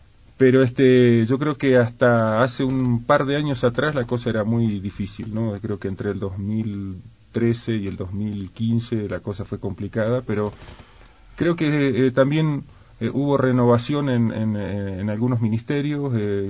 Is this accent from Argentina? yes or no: yes; Argentina; moved away; Soy abogado, soy argentino, hace 22 años que vivo aquí, y estoy casado, tengo 3 hijas, mujeres.